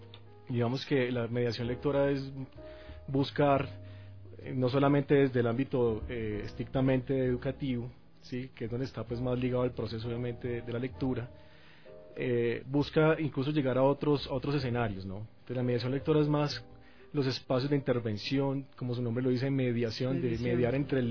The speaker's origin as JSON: {"language": "Spanish", "country": "Colombia", "moved": "as an adult", "lives_now": "Ecuador", "said": "mi acento me delata un poco, soy colombiano, pero ya, bueno, adoptado acá, bueno, hijo adoptivo de Ecuador. Ya llevo 10 años en el Ecuador, feliz de estar en este país."}